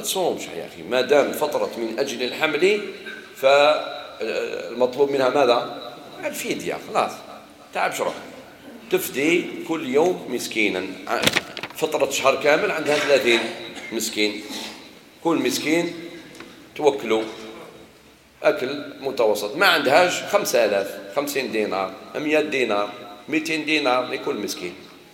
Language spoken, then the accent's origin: Arabic; Algeria; لا، احنا جزائري في الوطن والدين